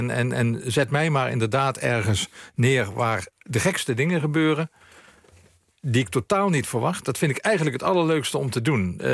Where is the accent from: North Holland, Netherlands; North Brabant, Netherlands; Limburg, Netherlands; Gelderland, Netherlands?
Limburg, Netherlands; Ik ben opgegroeid in Limburg, in Zuid-Limburg. En later verhuisde ook naar Midden-Limburg.